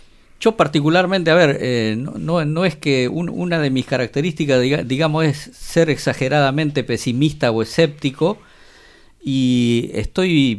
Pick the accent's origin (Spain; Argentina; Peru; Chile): Peru; esta experiencia de la derecha ya viene en mi país, por ejemplo, en Perú, desde 1990